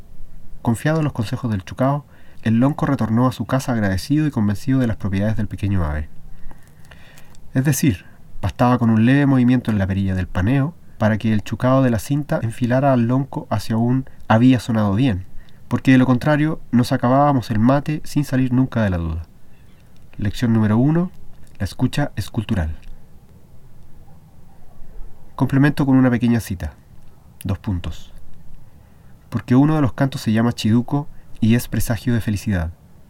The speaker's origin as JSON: {"language": "Spanish", "country": "Chile", "tie": "born or raised there", "said": "siendo yo chileno, quizás ni puedo dar con una definición contundente de lo que es esto de la cultura chilena"}